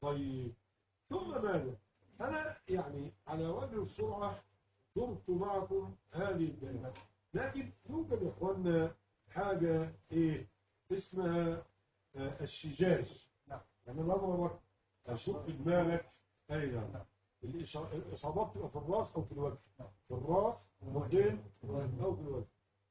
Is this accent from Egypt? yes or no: yes; Egypt; العيال بيلعبوا عندنا في مصر